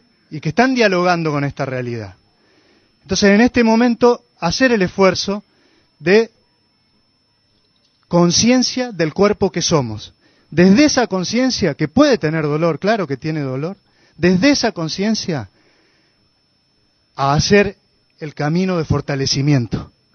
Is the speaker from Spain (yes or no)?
no; Villa Giardino, Córdoba, Argentina; de Villa Yardino